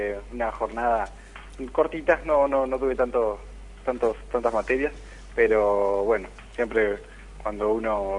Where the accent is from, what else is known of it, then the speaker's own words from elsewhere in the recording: Ushuaia, Tierra del Fuego, Argentina; now in Buenos Aires, Argentina; Somos tres integrantes de Tierra del Fuego, de Ushuaia, y la banda se termina de consolidar acá en Capital